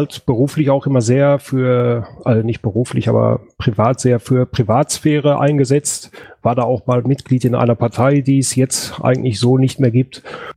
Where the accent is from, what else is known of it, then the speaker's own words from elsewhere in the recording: North Rhine-Westphalia, Germany; ich komme aus dem Ruhrgebiet, bin der Älteste hier mit 39 Jahren.